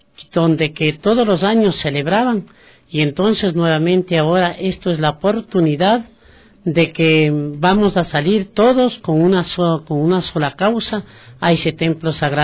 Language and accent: Spanish; Amazon, Ecuador; soy de la Amazonía, de la comunidad Bajo Tala